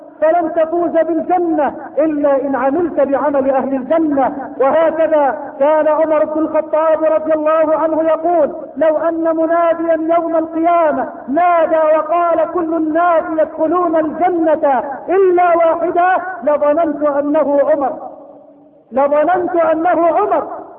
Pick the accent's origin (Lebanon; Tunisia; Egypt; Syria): Egypt; اللهم اجعل بلدنا مصر بلد الامن والامان، اللهم اجعل مصرنا بلد الامن والامان